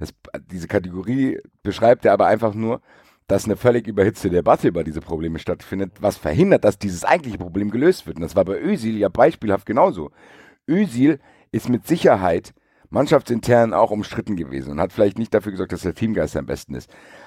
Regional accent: Frankfurt, Hesse, Germany; worauf ich als Frankfurter als Recht gar keinen Bock habe

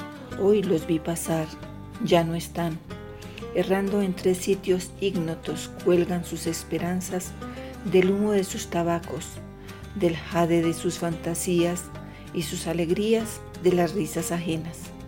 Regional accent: La Calera, Cundinamarca, Colombia; soy de La Calera y hoy quiero compartirles versos desde el encierro

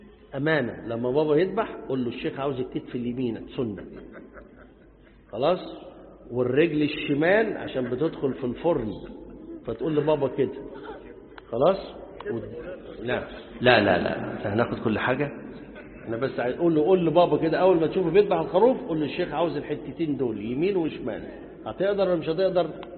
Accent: Upper Egypt, Egypt; ما انا صعيدي زيكم

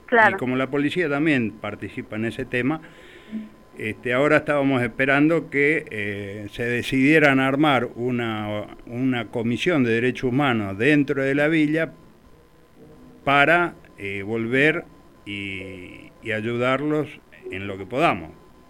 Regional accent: Paraguay; lo que están haciendo, por ejemplo, en mi país, en Paraguay

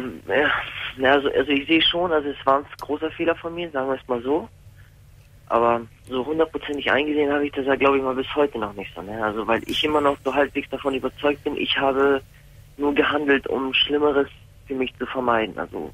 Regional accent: Hamburg, Germany; born or raised there

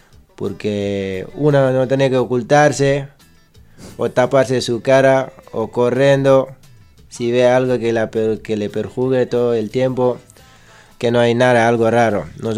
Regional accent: Senegal; Spanish is a second language; now in La Plata, Argentina; somos unos grupos de Senegal que está en La Plata.

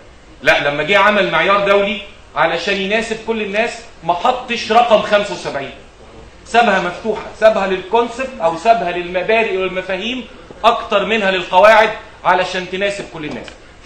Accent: Egypt; اشهر مثال المثال اللي عندنا في مصر، عندنا معايير مصريه

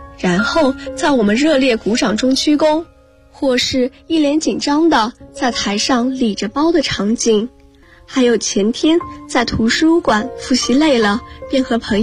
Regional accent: Guangzhou, Guangdong, China; now in Nanjing, China; 来自广州，我在南京大学，距离我的家乡1300公里

